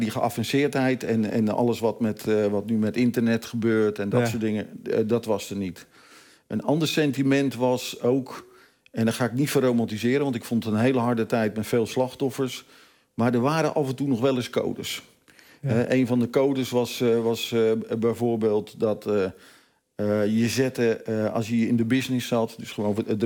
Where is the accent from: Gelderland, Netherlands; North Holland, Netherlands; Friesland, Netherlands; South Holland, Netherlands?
South Holland, Netherlands; Vlaardingen; Ik ben geboren en getogen in Vlaardingen, onder de rook van Rotterdam.